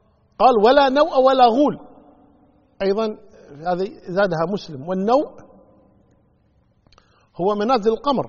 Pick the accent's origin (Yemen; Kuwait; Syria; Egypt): Kuwait; إحنا عندنا بالكويت يقول فلان قبسة أو فلان قبس علينا